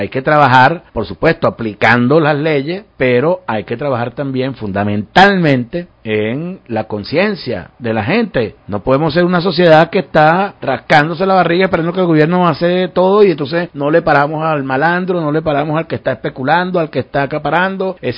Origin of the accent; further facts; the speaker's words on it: Venezuela; Eso es lo que nos corresponde con responsabilidad como venezolanos.